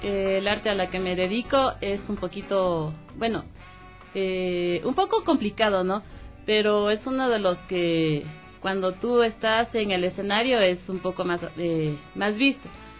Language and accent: Spanish; Ecuador; Porque no estamos nosotros como ecuatorianos apreciando nuestro arte